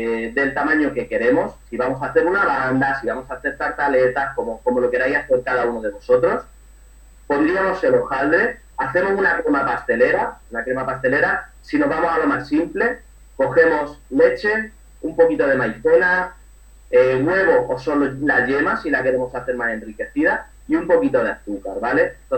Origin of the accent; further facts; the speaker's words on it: Málaga, Andalusia, Spain; also born or lived in Madrid; después ya me vine para Málaga. Yo soy de Madrid, pero llevo toda mi vida aquí en Málaga.